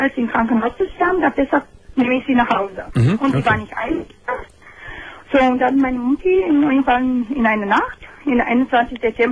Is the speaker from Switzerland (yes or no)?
no; Romania; German is a second language; Ich komme aus Rumänien.